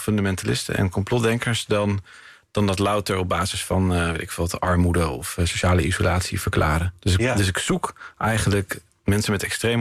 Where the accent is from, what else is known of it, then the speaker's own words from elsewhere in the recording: Haarlem, North Holland, Netherlands; De kathedralen, ik kwam zelf van Haarlem